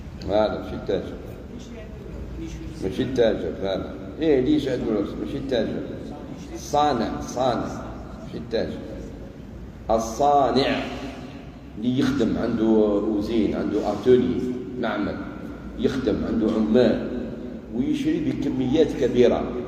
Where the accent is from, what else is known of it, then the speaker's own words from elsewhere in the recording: Algeria; كما يقال عندنا في الجزائر شد مد.